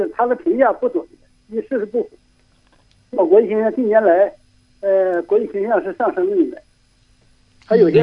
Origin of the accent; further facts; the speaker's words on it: Mudanjiang, Heilongjiang, China; 我是黑龙江牡丹江。